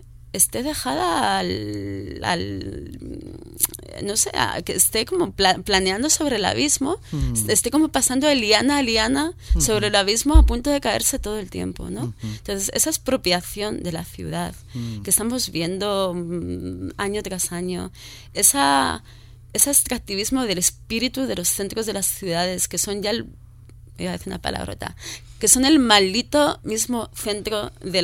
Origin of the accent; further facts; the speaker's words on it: Madrid, Community of Madrid, Spain; yo soy ante todo madrileña, a ver, no madrileña recalcitrante